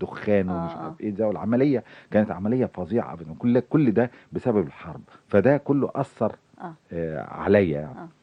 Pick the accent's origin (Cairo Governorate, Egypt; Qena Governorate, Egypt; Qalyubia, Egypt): Cairo Governorate, Egypt; Cairo; أنا قاهري مولود في حي بولاء، حي عمال وحي عمل يعني ونشاط كله.